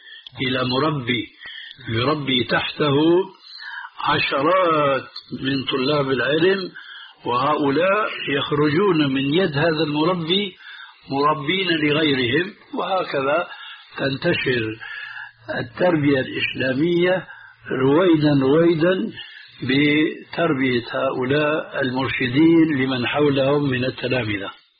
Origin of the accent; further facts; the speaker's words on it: Syria; وهنا يقولون عندنا في سوريا